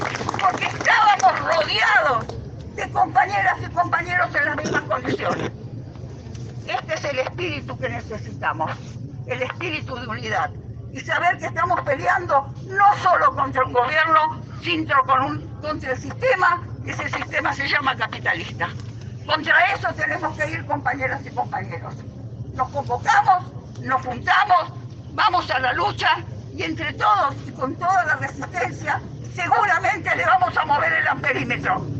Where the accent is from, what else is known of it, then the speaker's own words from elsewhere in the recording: Argentina; por lo que somos como pueblo argentino